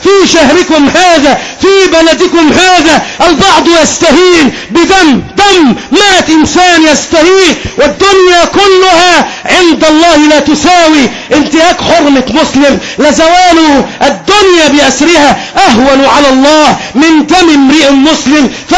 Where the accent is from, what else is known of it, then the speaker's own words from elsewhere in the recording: Egypt; كمسلم من المسلمين، كمصري من المصريين